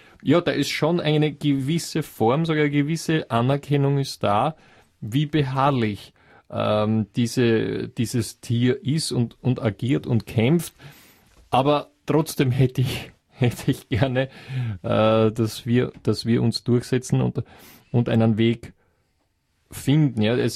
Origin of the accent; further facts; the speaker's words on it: Austria; solche sieht man bei uns in Österreich sonst gar nicht so leicht